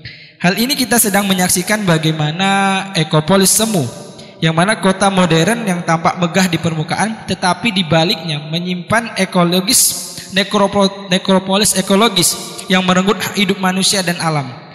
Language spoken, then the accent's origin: Indonesian; Riau Islands, Indonesia; now in Yogyakarta, Indonesia; Saya berasal dari Kepulauan Riau, ujung utara Indonesia. Saat ini saya sedang berdomisili di Yogyakarta, sedang melanjutkan pendidikan di UIN Sunan Kalijaga.